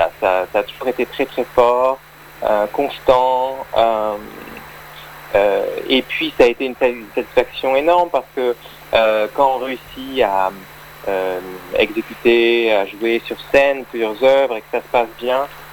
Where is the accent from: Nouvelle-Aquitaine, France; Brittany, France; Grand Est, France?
Nouvelle-Aquitaine, France; La Rochelle; Je suis originaire de La Rochelle, en Charente-Maritime.